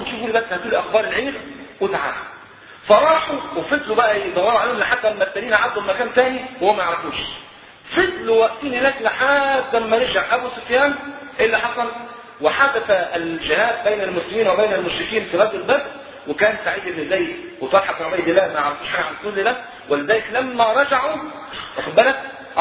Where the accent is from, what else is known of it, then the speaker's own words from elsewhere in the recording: Egypt; والحمد لله المواتير اللي عندنا في مصر شغاله تمام